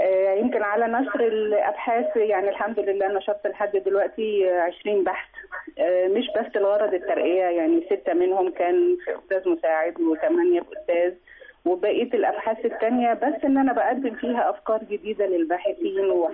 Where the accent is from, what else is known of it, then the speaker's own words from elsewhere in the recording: Egypt; وإزاي إحنا كمصريين بنقيم الأدب الأفريقي